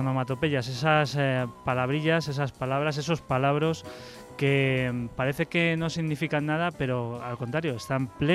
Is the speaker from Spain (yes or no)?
yes; Spain; pues porque somos españoles